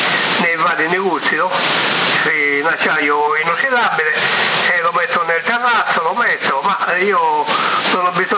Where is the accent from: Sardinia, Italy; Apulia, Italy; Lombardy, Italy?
Sardinia, Italy; Vorrei vedere, non per niente siamo sardi, no?